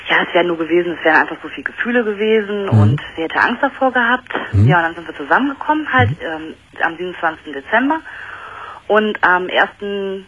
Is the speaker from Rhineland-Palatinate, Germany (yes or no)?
no; Dortmund, North Rhine-Westphalia, Germany; Wir gehen bei uns in Dortmund geht so eine Kneipe, die ist nur für Frauen.